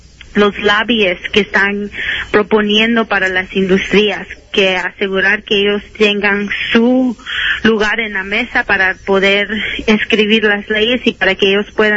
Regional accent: Chicago, Illinois, United States; now in Washington, United States; Yo me crié en Chicago en una comunidad, ¿verdad?, muy bella, pero también con bastante contaminación porque es una comunidad mexicana inmigrante

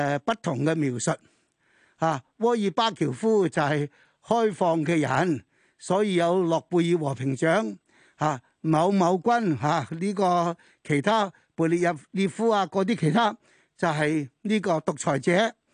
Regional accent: Hong Kong; 我哋作為一個香港人，我自己喺香港咁耐，出生到長大、學習到而家邁入去呢、這個老年嘅階段

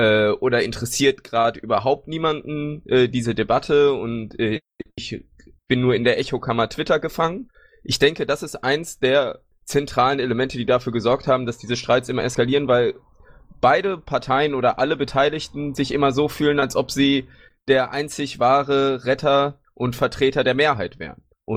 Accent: Baden-Württemberg, Germany; Ich bin jetzt 24 Jahre alt und wie gesagt, schon, ich komme aus Baden-Württemberg. Genauer gesagt wohne ich in Heidelberg

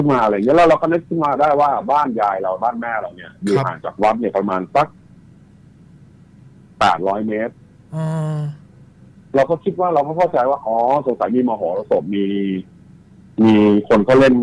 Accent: Bang Rachan, Sing Buri, Thailand; ที่สิงห์บุรีผมเนี่ยพื้นเพแม่ผมนะผมเป็นคนสิงห์บุรีคนบาลาจัน

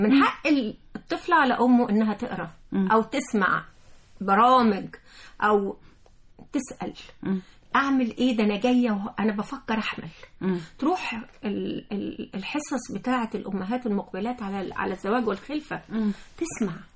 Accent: Egypt; معدلات القيصرية الهلامية اللي عندنا في مصر

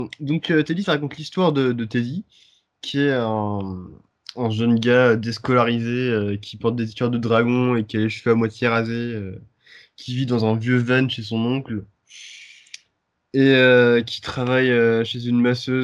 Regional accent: Occitanie, France; accent: Aude; Non, pas le Cantal, merde, je veux dire l'Aude, l'Aude.

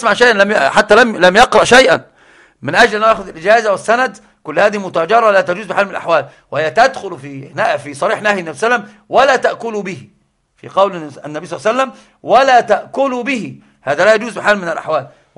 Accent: Egypt; طبعا عندنا في مصر البلاء العظيم

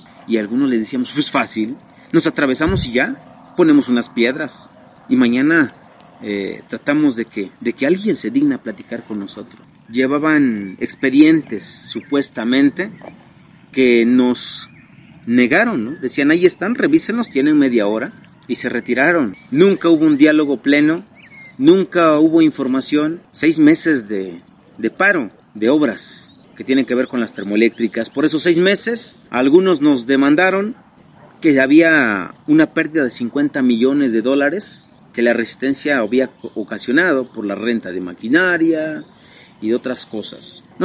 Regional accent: Amilcingo, Morelos, Mexico; de esta comunidad de Amilcingo, municipio de Temuac, Morelos. Soy originario de esta comunidad, tengo 32 años, soy campesino orgullosamente.

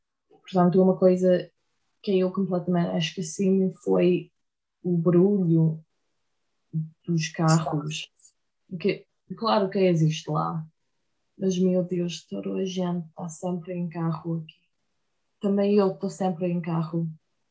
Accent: Florida, United States; Portuguese is a second language; eu venho de Flórida, a Flórida é muito plana

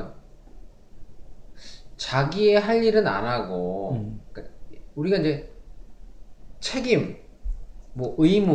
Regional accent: South Korea; 그거는 제가 대한민국 사람이기 때문에

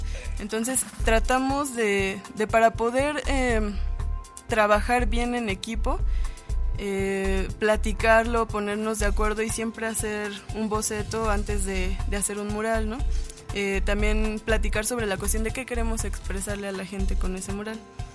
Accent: Valle de Chalco, State of Mexico, Mexico; Bueno, yo soy de Xico, Valle de Chalco.

